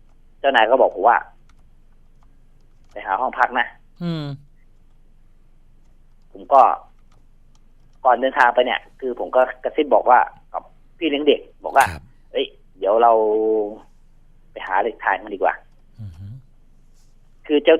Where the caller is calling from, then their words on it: Bang Kapi, Bangkok, Thailand; บางกะปิครับผม